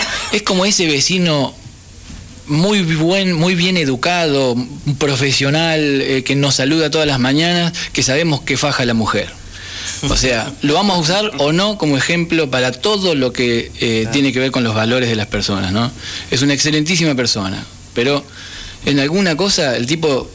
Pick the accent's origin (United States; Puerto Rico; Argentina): Argentina; Somos todos argentinos, pero también hay 40 naciones adentro de esta Argentina.